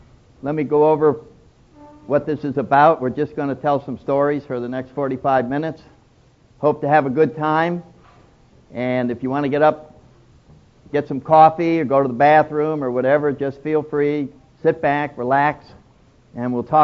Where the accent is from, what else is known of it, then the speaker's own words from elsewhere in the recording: New England, United States; I'm from New England, so I take great pleasure in the fact that this huge spiritual, social movement that is now spread all over the world did not start in California.